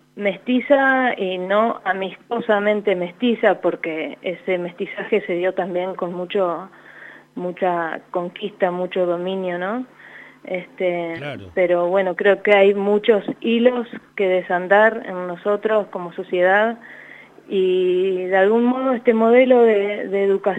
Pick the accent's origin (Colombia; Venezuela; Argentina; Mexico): Argentina; Santa Rosa, La Pampa; now in Buenos Aires, Argentina; Yo soy nacida en Santa Rosa, hice todos mis años de colegio y escuela ahí. Así que, bueno, ahora me encuentro en Buenos Aires